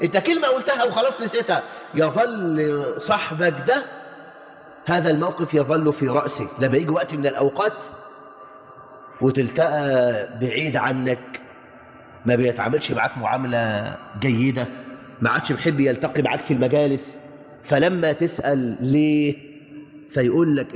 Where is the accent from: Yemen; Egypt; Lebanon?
Egypt; ليجعل بلدنا مصر أمناً أماناً